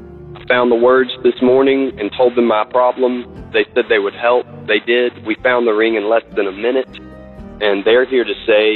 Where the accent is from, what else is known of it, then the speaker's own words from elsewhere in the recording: Birmingham, Alabama, United States; now in Tennessee, United States; currently from the Rolling Hills of Tennessee, 37174, but I'm originally from Birmingham.